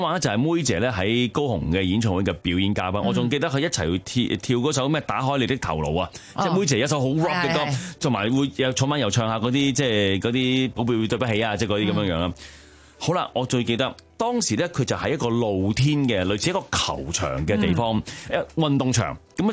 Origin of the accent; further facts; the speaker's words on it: Hong Kong; 我係個香港人啦。